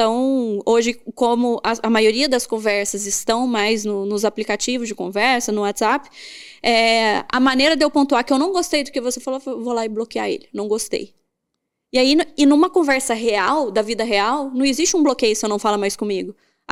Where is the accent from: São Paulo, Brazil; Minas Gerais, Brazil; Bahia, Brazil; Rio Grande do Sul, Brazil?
Minas Gerais, Brazil; E eu, que sou mineira e gosto de conversar